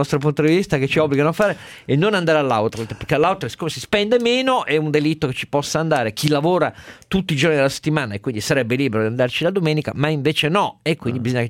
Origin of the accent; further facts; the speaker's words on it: Piedmont, Italy; da piemontese, lasciatemi ricordare